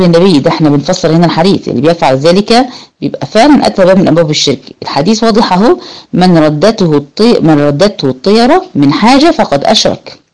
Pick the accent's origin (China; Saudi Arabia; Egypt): Egypt; إحنا بالنسبة لنا هنا كمصريين، صوت الغراب يعمل شوية قلق كده